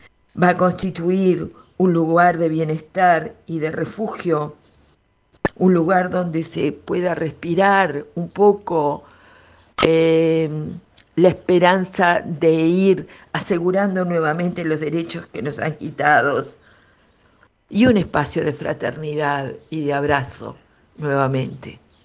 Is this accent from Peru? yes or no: no; Uruguay; Los habitantes del territorio uruguayo en este momento, que no somos más uruguayos que ustedes